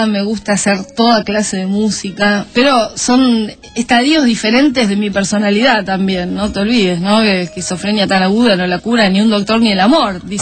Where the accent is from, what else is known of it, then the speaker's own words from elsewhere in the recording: Buenos Aires, Argentina; also born or lived in Pringles; Y soy porteña, ¿qué querés que haga? Nací en Buenos Aires, soy porteña, por más que me hicieron fama de haber nacido en otro lugar, donde disfruté 5 años de mi infancia muy maravillosos.